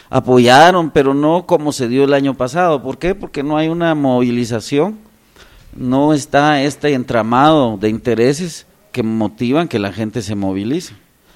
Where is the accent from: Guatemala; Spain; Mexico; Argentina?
Guatemala; como somos los guatemaltecos en estas cosas